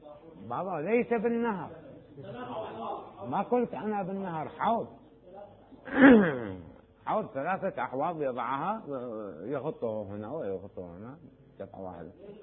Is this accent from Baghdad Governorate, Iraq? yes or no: no; Najaf, Najaf Governorate, Iraq; مما يسموه هناك عندنا بالنجف يسموه بير عليوي